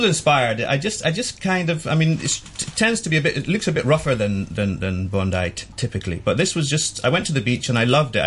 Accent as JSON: {"language": "English", "region": "Scotland", "country": "United Kingdom", "tie": "born or raised there", "said": "I think it's from my upbringing in Scotland, because I was born in Scotland and lived near the seaside a lot of the time."}